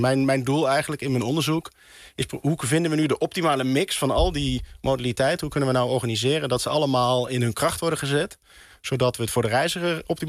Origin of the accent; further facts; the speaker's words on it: North Brabant, Netherlands; Ik kom zelf uit Brabant, uit Oost-Brabant. Dat is ook niet heel goed bereikbaar.